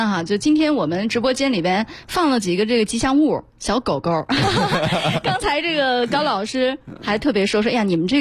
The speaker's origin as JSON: {"language": "Chinese", "region": "Northeast China", "country": "China", "tie": "born or raised there", "said": "说起这个让我想起东北，我小的时候在东北过新年"}